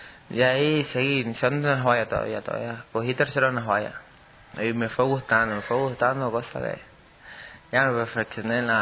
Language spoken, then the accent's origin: Spanish; Machala, El Oro, Ecuador; born there; now in Quito, Ecuador